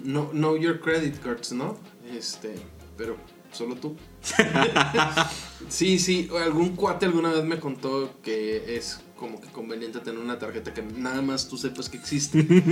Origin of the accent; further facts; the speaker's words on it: Nuevo León, Mexico; Y soy el único regio del equipo.